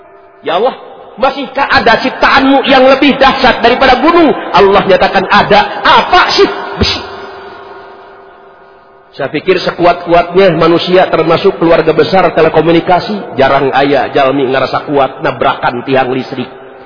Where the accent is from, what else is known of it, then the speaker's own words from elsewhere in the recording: Tasikmalaya, West Java, Indonesia; Saya asli orang Tasikmalaya.